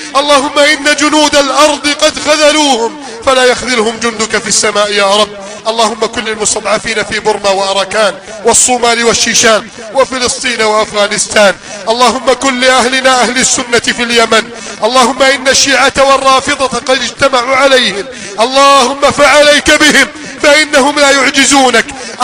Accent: Egypt; اللهم احفظ بلدنا مصر من كيد الكائدين

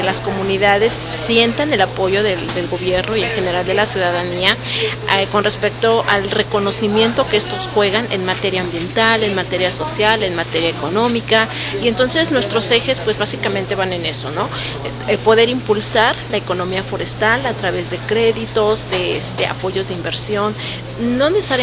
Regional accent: Mexico; un recurso natural que tenemos como mexicanos

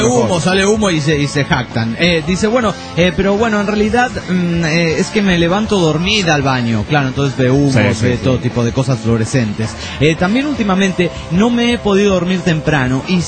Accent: Monterrey, Nuevo León, Mexico; de Monterrey, Nuevo León, México.

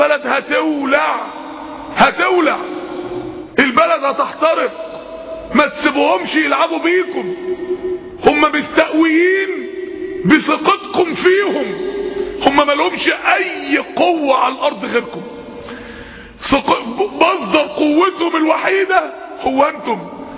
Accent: Egypt; احنا الاتنين مصريين واحنا الاتنين مسلمين

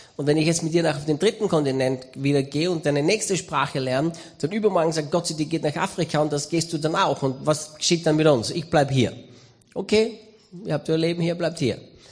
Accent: Styria, Austria; Ich bin Österreicher, Steirer.

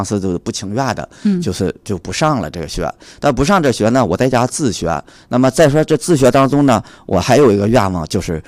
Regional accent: Hengshui, Hebei, China; now in Beijing, China; 我的老家是河北省衡水市。

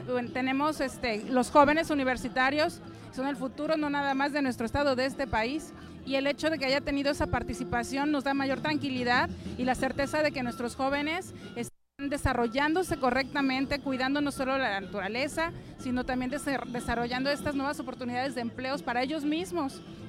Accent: Veracruz, Mexico; Bueno, ¿qué te puedo decir? Soy jarocha.

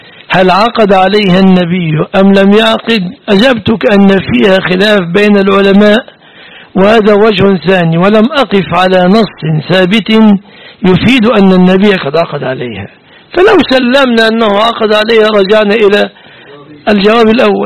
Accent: Egypt; وليس قولنا كمصريين الحق بأهلك، روح اذهبي إلى بيت أبيك، ليس معناها أننا نريد الطلاق

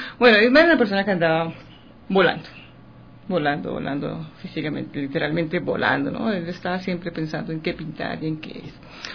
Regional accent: Colombia; now in Ecuador; Somos ecuatorianas de alma, los dos. yo soy colombiana.

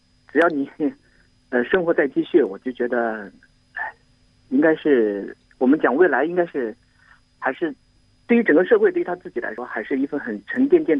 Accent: Jiangxi, China; 我来自江西。

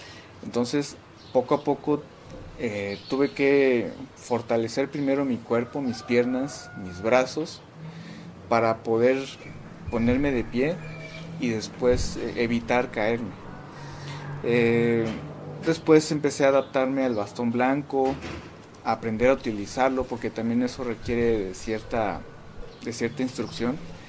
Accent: San Cristóbal de las Casas, Chiapas, Mexico; pues tengo 32 años y soy de San Cristóbal de las Casas.

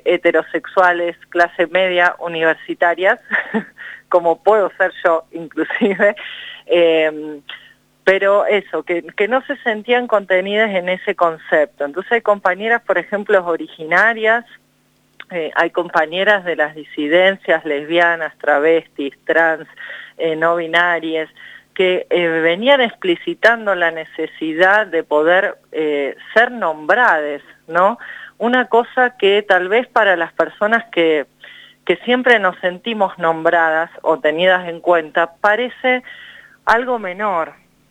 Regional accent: Merlo, San Luis, Argentina; Yo soy de Merlo, así es, sí, bien al norte. También estoy muy cerquita del límite con Córdoba.

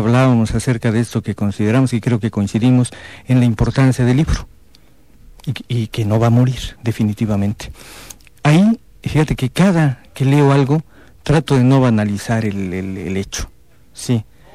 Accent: Comitán, Chiapas, Mexico; No, compa, yo soy de Comitán, yo soy de Chiapas, pero en mi tierra sí hablamos, ¿no?

